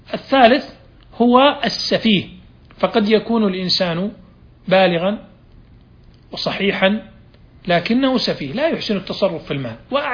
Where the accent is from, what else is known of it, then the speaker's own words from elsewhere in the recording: Saudi Arabia; والآن يعني في عندنا في المملكة العربية السعودية صار عندنا قضاء التنفيذ